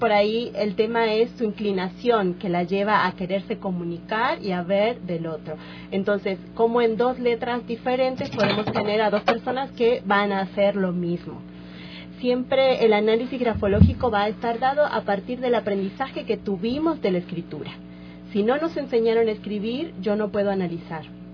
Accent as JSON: {"language": "Spanish", "country": "Argentina", "said": "yo estudié grafología, soy argentina, yo estudié en Buenos Aires."}